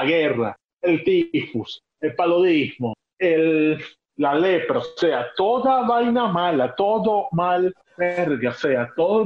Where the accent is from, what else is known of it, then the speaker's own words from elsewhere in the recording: La Guaira, Venezuela; Coño de la madre, ¿por qué mi pueblo siempre? Ah, no, ya sé por qué. El puerto, coño de la madre.